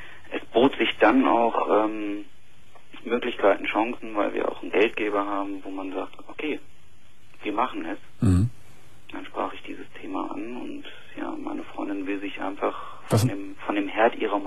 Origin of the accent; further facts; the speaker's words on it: Lower Saxony, Germany; Niedersächsin.